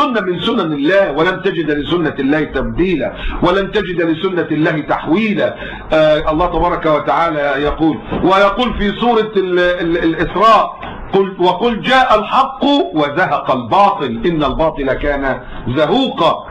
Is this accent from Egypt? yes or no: yes; Egypt; لا، في ناس عندنا في مصر ناس مجرمون